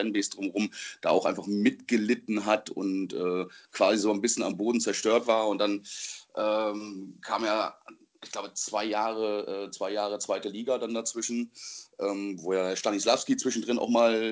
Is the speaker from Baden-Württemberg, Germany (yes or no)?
no; Mecklenburg-Vorpommern, Germany; Ja, vor allen Dingen nicht nur ein Nicht-Kölner, sondern eigentlich auch ein Nordlicht. Also ich komme eigentlich gebürtig aus Mecklenburg, bin also, was die Geografie angeht, sehr, sehr weit weg eigentlich vom FC.